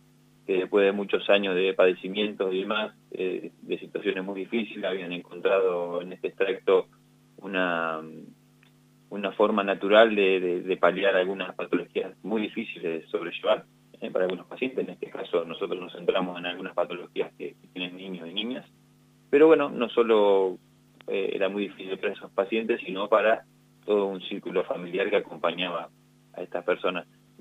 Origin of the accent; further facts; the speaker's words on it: Trenque Lauquen, Buenos Aires Province, Argentina; yo estoy en Trenquelauquen, yo soy oriundo de Trenquelauquen, estoy cerquita